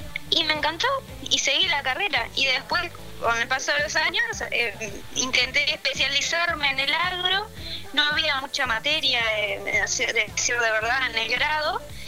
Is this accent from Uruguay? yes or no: yes; Cardona, Soriano, Uruguay; yo en realidad soy de Cardona, entonces queda en el límite. Sí. Y la escuela la hice en el departamento de Colonia y el liceo en Soriano.